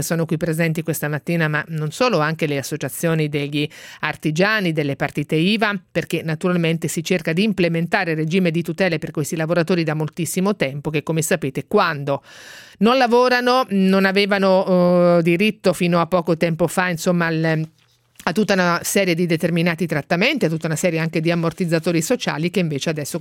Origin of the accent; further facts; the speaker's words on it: Marche, Italy; io sono marchigiana personalmente